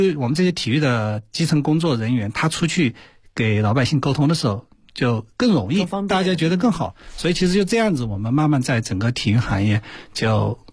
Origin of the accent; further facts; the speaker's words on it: Hunan, China; 就我湖南人啊，湖南人就有时候比较叫什么呢，湖南有句话叫霸蛮